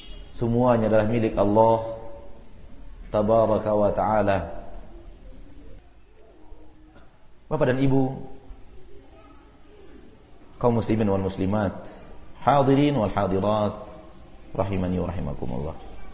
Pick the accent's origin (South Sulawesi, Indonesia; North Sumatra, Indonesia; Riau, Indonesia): Riau, Indonesia; Pekanbaru; also born or lived in Bukittinggi; Oleh karena itu saya sudah besar di Pekanbaru dan meninggalkan Bukit Tinggi dari umur 4 tahun.